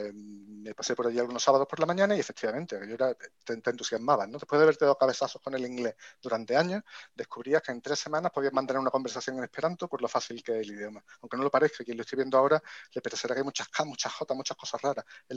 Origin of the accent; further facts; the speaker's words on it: Córdoba, Andalusia, Spain; yo no solo nací en Córdoba, sino que hice allí el bachillerato